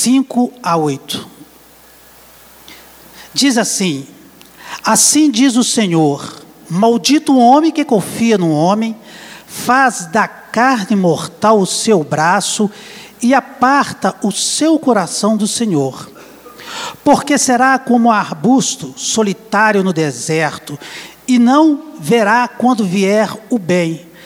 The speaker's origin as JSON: {"language": "Portuguese", "town": "Ouro Preto", "region": "Minas Gerais", "country": "Brazil", "tie": "born or raised there", "said": "Eu sou de Ouro Preto, nascido em Ouro Preto, natural de lá. Fui criado com todo o rigor da Igreja Católica."}